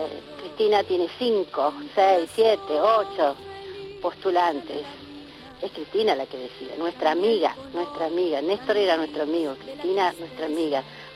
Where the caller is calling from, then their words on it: El Talar, Buenos Aires Province, Argentina; Bueno, desde el Talar, hoy es el aniversario del Talar